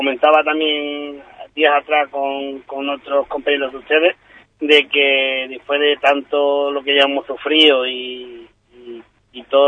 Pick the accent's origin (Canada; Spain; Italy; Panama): Spain; Ubrique, Andalusia; un ubriqueño, y empecé la presentación pues presentándome como ubriqueño y como diciéndole que en mi pueblo pues éramos artesanos de la piel